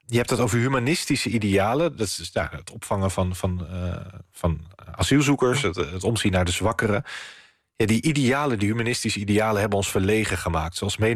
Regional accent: Netherlands; Namelijk, wij willen dat gewoon niet meer als Nederlanders.

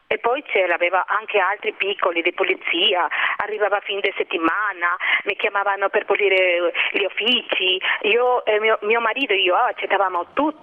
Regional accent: Peru; Italian is a second language; now in Italy; 40-50 persone in più conoscono un pochettino del mio paese, di Perù

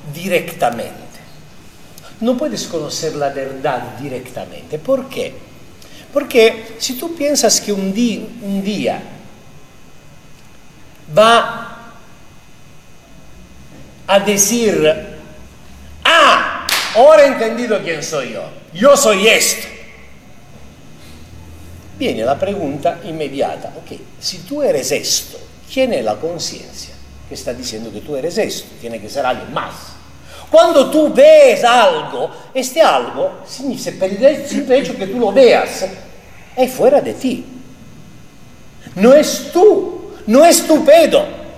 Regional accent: Mexico; yo, como mexicano

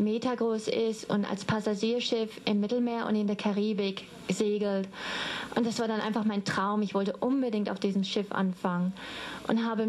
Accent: Dortmund, North Rhine-Westphalia, Germany; Also aufgewachsen bin ich in Dortmund, in Nordrhein-Westfalen

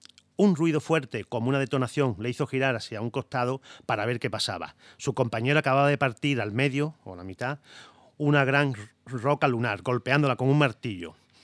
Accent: Jijona, Valencian Community, Spain; de turrón bueno, de Gijona, turrón de mi tierra.

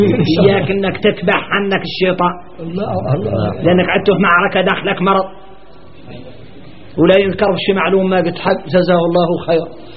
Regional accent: Mauritania; احنا موريتاني

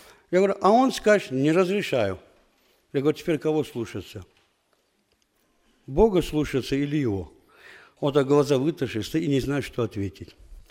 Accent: Qusar, Qusar District, Azerbaijan; я тоже из Азербайджана, из севера Азербайджана, город Кусары. Она находится в приграничной зоне с Дагестаном, с Россией.

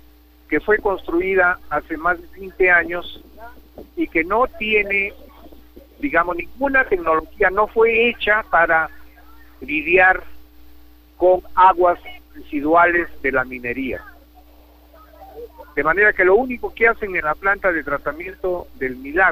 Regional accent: Cajamarca, Peru; also born or lived in Mexico / United States; he trabajado en el extranjero, 7 años en México y también en Estados Unidos, 25 años, y desde hace 3 años me encuentro en Cajamarca, aquí en mi tierra

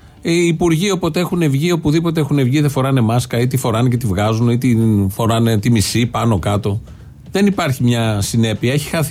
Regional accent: Athens, Attica, Greece; επειδή εγώ ήμουν και από την Αθήνα

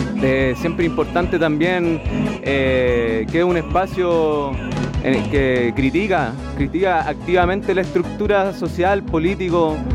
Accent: San Antonio, Valparaíso, Chile; soy de San Antonio, de las tomas de Placía, de Alto de Placía

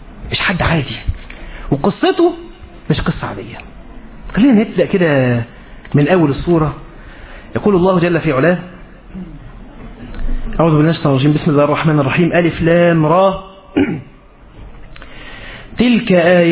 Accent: Egypt; بمعنى عندنا في مصر بيقولوا ايه

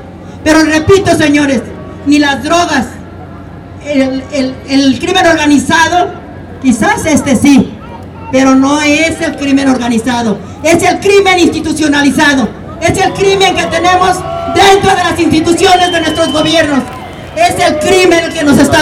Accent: Michoacán, Mexico; Soy de Michoacán

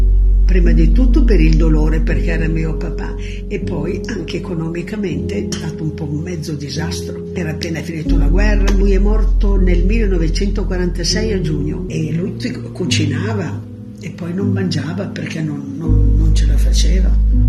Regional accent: Casale Monferrato, Piedmont, Italy; born there; sono nata a Casale Monferrato il 6 novembre del 1931.

